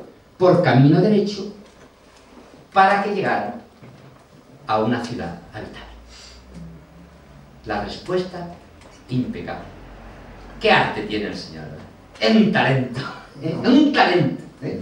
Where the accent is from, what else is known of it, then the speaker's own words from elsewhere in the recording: Castilla-La Mancha, Spain; born there; un horizonte plano como las tierras de la Mancha donde yo nací